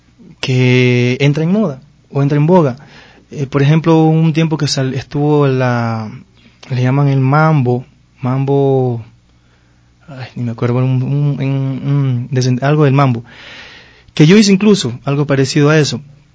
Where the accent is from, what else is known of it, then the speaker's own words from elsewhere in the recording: Esmeraldas, Ecuador; Ese lo hice ya en Esmeraldas, ya me trasladé a mi ciudad natal.